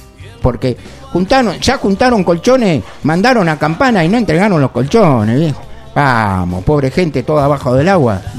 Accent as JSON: {"language": "Spanish", "town": "San Vicente", "country": "Argentina", "tie": "born there", "said": "yo soy nacido en San Vicente"}